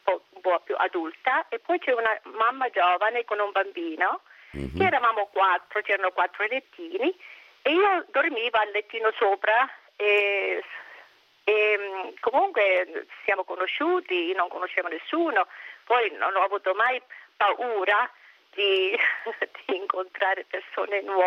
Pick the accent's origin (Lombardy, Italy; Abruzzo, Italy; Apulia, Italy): Abruzzo, Italy; Monteferrante; born there; Io sono nata allora a Monteferrante, provincia di Chieti, in Abruzzo.